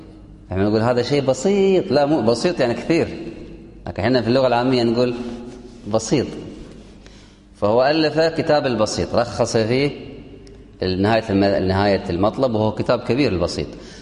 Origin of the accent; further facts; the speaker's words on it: Kuwait; وأظن في المعهد الديني عندنا في الكويت يدرس الفقه